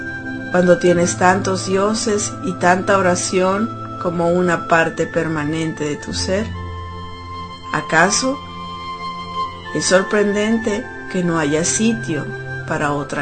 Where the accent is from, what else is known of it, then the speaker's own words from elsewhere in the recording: Mexico; now in United States; Porque pues soy mexicana, mexicanos al grito de guerra.